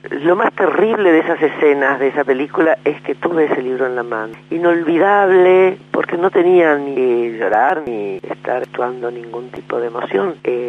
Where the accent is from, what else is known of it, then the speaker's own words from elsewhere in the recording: Argentina; nuestra historia y nuestra vida como argentinos